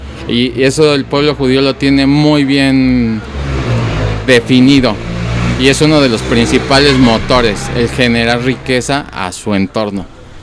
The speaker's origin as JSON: {"language": "Spanish", "country": "Mexico", "said": "Y no nos han enseñado como sociedad mexicana a multiplicar el dinero."}